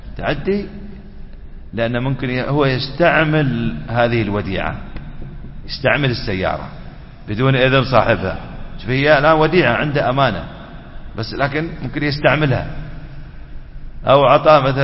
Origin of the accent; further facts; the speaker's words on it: United Arab Emirates; يحفظ بلادنا الإمارات